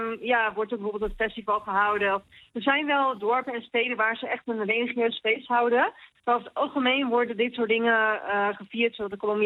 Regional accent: Netherlands; En ik kom uit een heel klein dorp.

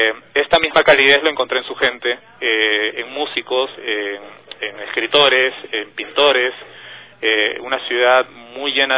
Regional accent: Peru; born there; en este caso en Ecuador y bueno, en mi país natal, Perú.

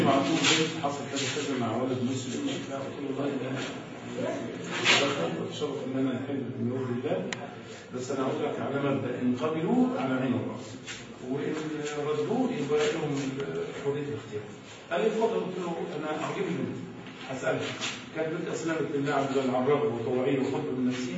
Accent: Egypt; من أمورنا كلنا كمصريين

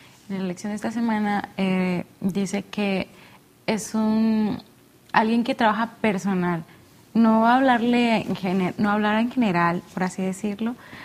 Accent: Chiapas, Mexico; Estudio medicina y vengo del bello estado de Chiapas.

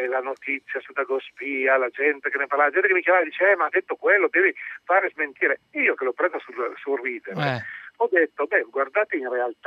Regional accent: Cuneo, Piedmont, Italy; No, beh, io sono di Cuneo e chiudo la campagna oggi a Cuneo

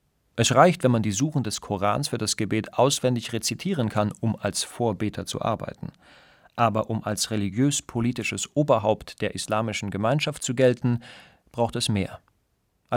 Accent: Afghanistan; in meiner Heimat Afghanistan.

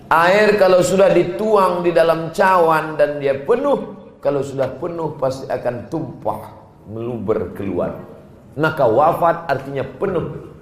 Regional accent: Sumatra, Indonesia; Saya orang Sumatera.

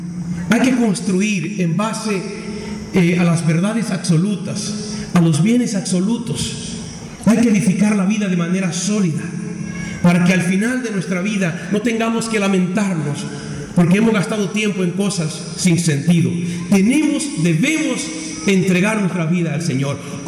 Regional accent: Dominican Republic; Hace unos días atrás, en mi país, el día 8, el lunes pasado, la arquidiócesis de Santo Domingo, a la que pertenezco, hacía clausura de un año jubilar

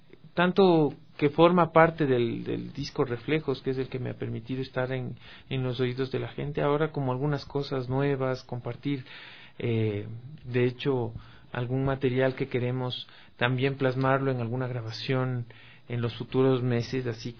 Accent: Quito, Pichincha, Ecuador; de cómo somos los ecuatorianos, los quiteños.

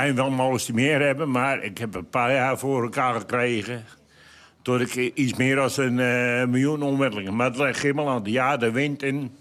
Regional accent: Hoogmade, South Holland, Netherlands; ik kom uit Hoogmade, waar de heren vandaan komen. En ik draai op de Hoogmadense molen.

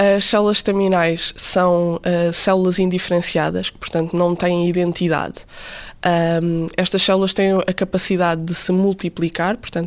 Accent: Barreiro, Setúbal, Portugal; tenho 25 anos e sou do Barreiro.

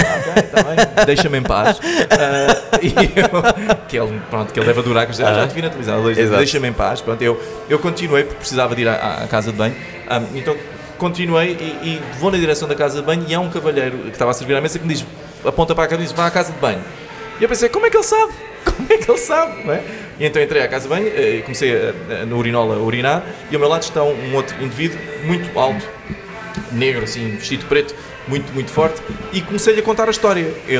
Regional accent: Portimão, Algarve, Portugal; now in Lisbon, Portugal; Sou de Portimão.

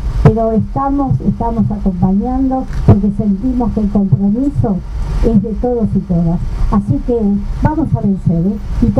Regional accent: Argentina; A mí me duele como argentina, como ciudadana, como madre. Como madre de una familia, abuela, bisabuela

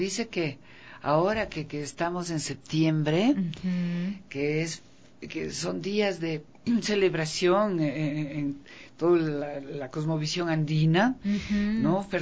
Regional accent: Ecuador; si nosotros como ecuatorianos no lo apoyamos

